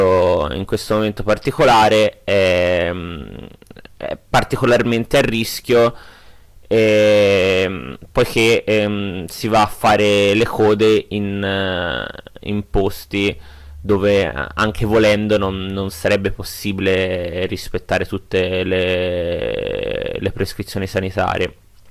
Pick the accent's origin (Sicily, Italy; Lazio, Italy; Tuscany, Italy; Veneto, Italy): Tuscany, Italy; Florence; now in Turin, Italy; vivo a Torino, ma come forse potete sentire anche dal mio accento, sono un emigrato fiorentino. E vivo qui da qualche mese